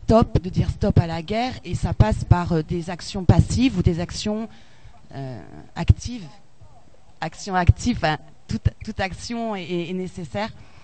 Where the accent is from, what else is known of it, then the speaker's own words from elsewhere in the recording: Bordeaux, Nouvelle-Aquitaine, France; moi, je viens de la province, je viens de Bordeaux.